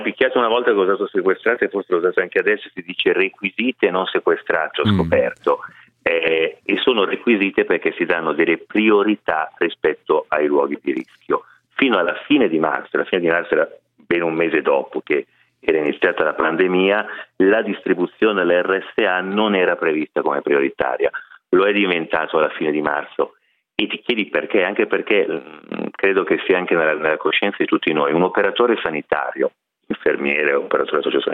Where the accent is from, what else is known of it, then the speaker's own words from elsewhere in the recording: Milan, Lombardy, Italy; anche da milanese mi fa tanto tanto piacere